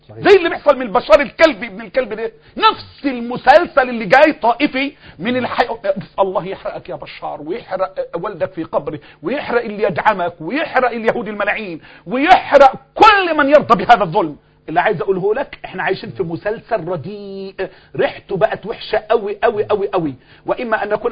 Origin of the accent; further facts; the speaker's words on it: Egypt; نحن أبناء مصر وهذه هي مصر